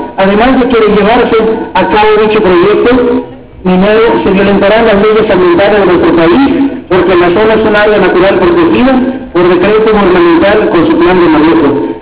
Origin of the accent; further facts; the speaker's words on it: Mexico; somos mexicanos y nos vestimos de flor